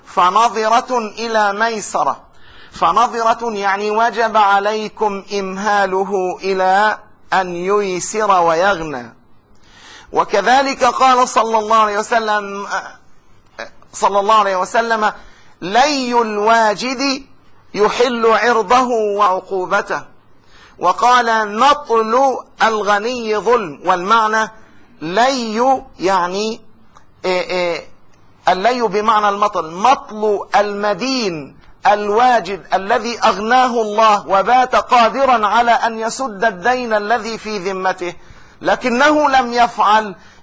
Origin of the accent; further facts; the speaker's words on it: Jordan; ونتعامل بالدينار الأردني، حرس الله بلدنا الأردن